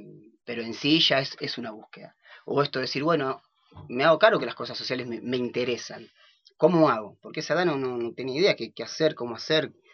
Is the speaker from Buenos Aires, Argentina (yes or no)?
yes; Buenos Aires, Argentina; born there; Yo nací en la ciudad, en Buenos Aires.